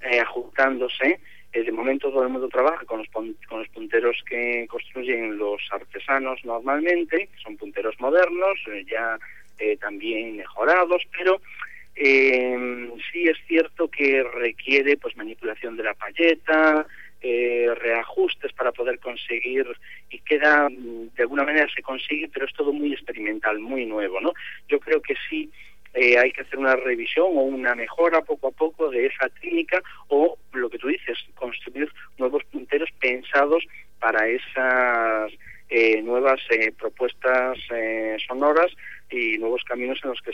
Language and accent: Spanish; Poio, Galicia, Spain; born there; aquí en Pontevedra, en Pollo, justamente donde yo nací